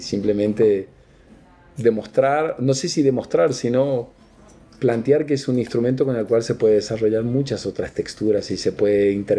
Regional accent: Apóstoles, Misiones, Argentina; yo soy argentino, soy más argentino que el mate. Por más que tenga ese apellido, estoy como totalmente fundido a la tierra donde nací, Apóstoles, Misiones

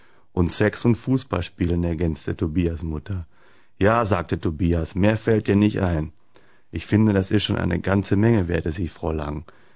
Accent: North Rhine-Westphalia, Germany; Ich meine, ich komme aus dem Kölner Raum, kann man sich ja vorstellen, was für ein Verein.

